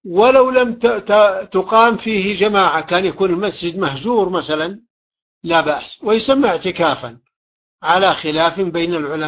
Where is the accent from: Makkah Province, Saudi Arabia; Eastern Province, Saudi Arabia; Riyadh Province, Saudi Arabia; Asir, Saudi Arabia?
Makkah Province, Saudi Arabia; Taif; عندنا في الطائف